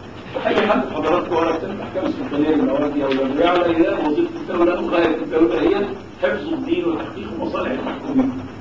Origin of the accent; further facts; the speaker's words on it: Egypt; وكان في عندنا في مصر بعد كده سنتين